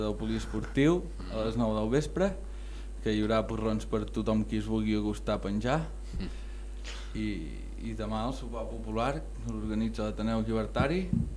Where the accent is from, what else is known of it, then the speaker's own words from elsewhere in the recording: Gironella, Catalonia, Spain; jo que també sóc de Gironella